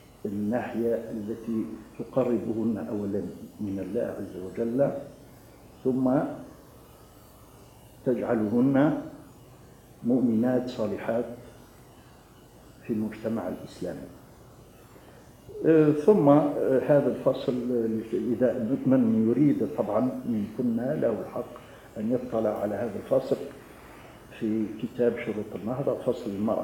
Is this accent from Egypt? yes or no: no; Algeria; يهتم بالجانب الاجتماعي للمرأة المسلمة سواء عندنا في الجزائر سواء في البلاد الأخرى،